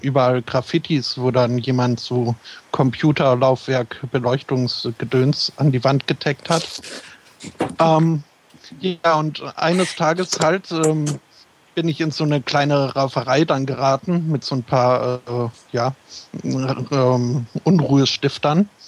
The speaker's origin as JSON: {"language": "German", "town": "Philadelphia", "region": "Pennsylvania", "country": "United States", "tie": "born or raised there", "said": "bin ich in Amerika geboren und aufgewachsen. In Philadelphia, neben einem Atombomben-Gelände-Dings-Gedöns."}